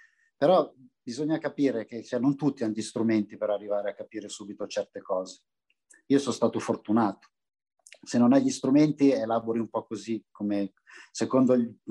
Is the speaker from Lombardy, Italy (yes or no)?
yes; Milan, Lombardy, Italy; io ero un ragazzo nato e cresciuto in Barona, Milano, che è un quartiere, per usare un eufemismo, diciamo vivace. Era un quartiere in profonda periferia di Milano